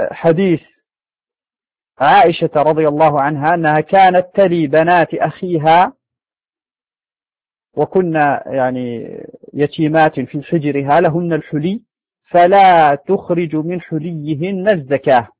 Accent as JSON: {"language": "Arabic", "country": "Morocco", "said": "يعني عندنا في المغرب هذا نوع من الشعير هو السلك"}